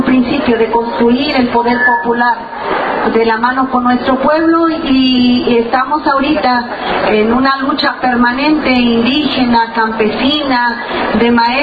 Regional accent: Mexico; de México, del Movimiento de Liberación Nacional.

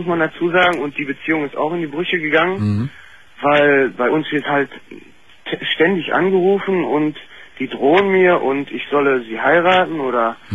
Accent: Germany; Ich selber bin Deutscher.

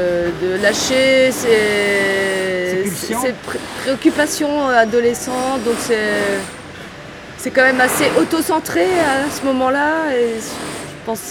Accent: Brittany, France; born there; Je suis née dans une région qui s'appelle la Bretagne.

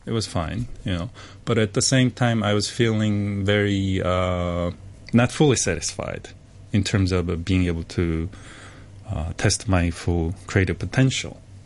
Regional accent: Busan, South Korea; English is a second language; now in Hong Kong; I'm originally from Korea, and I grew up in this city called Busan, which is very south part of Korea. So I always grew next to water.

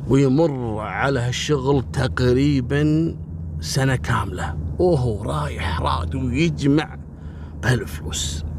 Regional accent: Kuwait

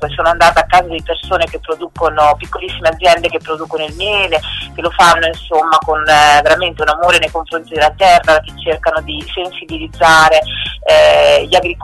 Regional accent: Marche, Italy; now in Emilia-Romagna, Italy; sono tornata nelle Marche, nella zona del Fermano, da cui, insomma, la mia terra natale, perché ora vivo in Emilia, però sono marchigiana.

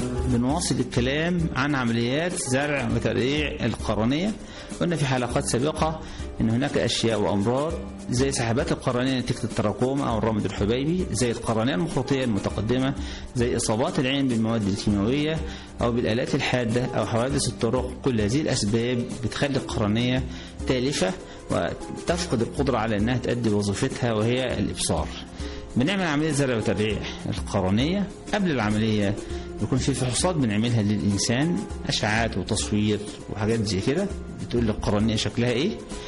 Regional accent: Egypt; إحنا نتمنى أن يكون عندنا في مصر بنوك للأنسجة وبنك للقرنية

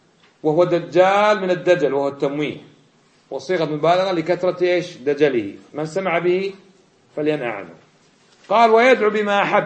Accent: Kuwait; من الكويت، وطالب في جامعة الإمام في القصيم

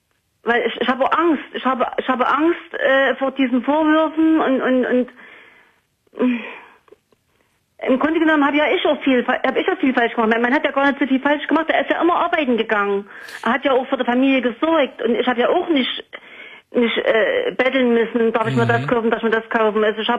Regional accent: East Germany, Germany; Da habe ich ja sogar noch gearbeitet zu DDR-Zeiten. Also ich bin aus dem Osten

